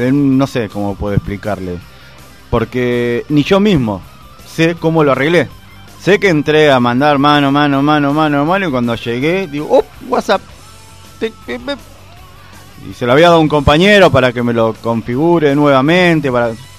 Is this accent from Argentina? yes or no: yes; Argentina; Y somos argentinos, usted sabe que el argentino es una persona rebuscada